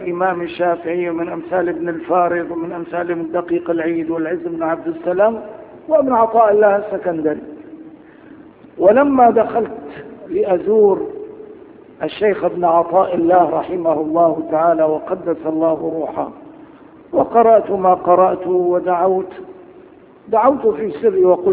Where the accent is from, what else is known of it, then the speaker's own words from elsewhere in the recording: Damascus, Damascus Governorate, Syria; عدت إلى بلدي دمشق مثل هذا اليوم تقريبا